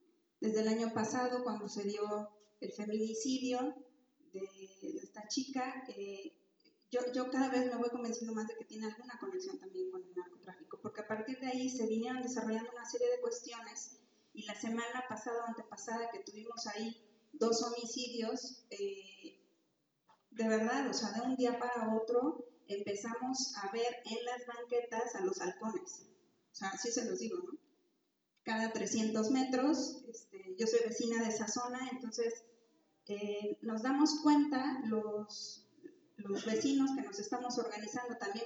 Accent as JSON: {"language": "Spanish", "region": "Mexico City", "country": "Mexico", "said": "vengo de la Ciudad de México, soy cooperativista."}